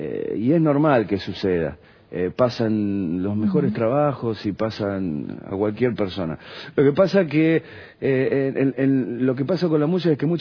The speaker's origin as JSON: {"language": "Spanish", "country": "Argentina", "said": "No, soy argentino, es más que nada un apodo"}